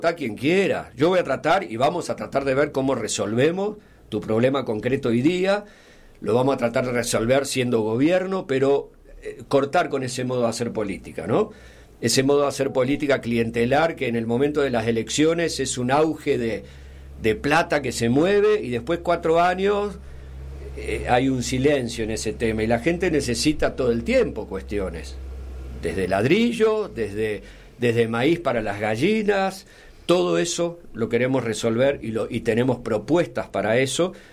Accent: Villa de las Rosas, Córdoba, Argentina; en las chacras de donde soy, de Villa de las Rosas

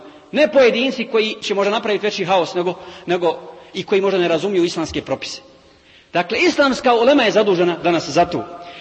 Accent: Bosnia & Herzegovina; kao što je danas situacija kod nas u Bosni

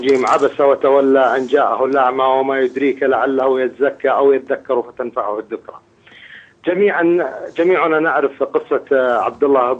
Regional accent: Najd, Saudi Arabia; وتعود أصولهم إلى قبائل موجودة عندنا في نجد.

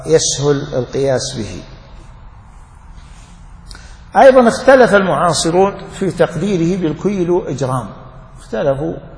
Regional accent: Najd, Saudi Arabia; الصاع النجدي الموجود عندنا في نجد أكبر من الصاع النبوي بمد تقريبا

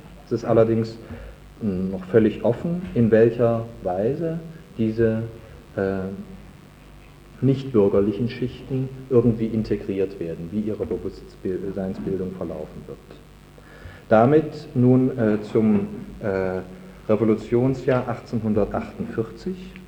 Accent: Cologne, North Rhine-Westphalia, Germany; woran ich als Kölner besonders zu erinnern habe.

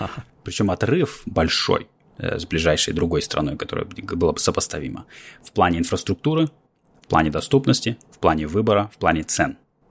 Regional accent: Russia; now in United States; но я, приехав из России

